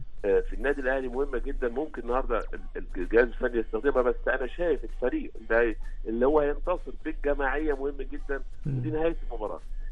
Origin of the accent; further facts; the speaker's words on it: Egypt; هو عندنا في مصر، هو عندنا المقوله دي في مصر